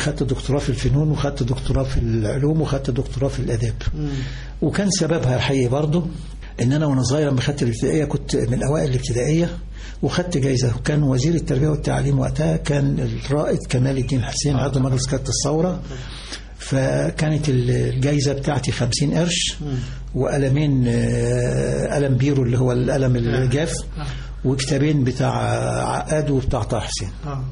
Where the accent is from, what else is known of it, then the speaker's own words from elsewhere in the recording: Alexandria, Alexandria Governorate, Egypt; فلاح بسيط جدا أساسا، من الباكور منوفية أبويا وأمي، إنما أنا من وليد الإسكندرية وتعلمت في جامعة الإسكندرية في الأساس، يعني كلية العلوم جامعة الإسكندرية.